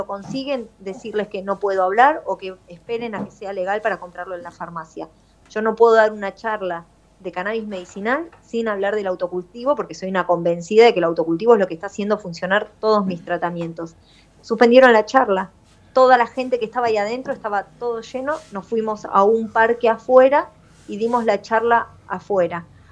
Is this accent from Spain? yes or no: no; La Plata, Buenos Aires Province, Argentina; Yo soy de La Plata